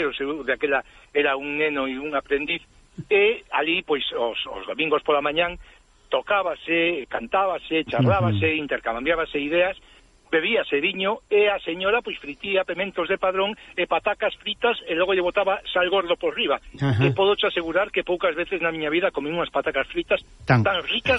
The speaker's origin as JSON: {"language": "Galician", "town": "Vigo", "region": "Galicia", "country": "Spain", "said": "somos de Vigo, Somos de frente a la península de Morrazo."}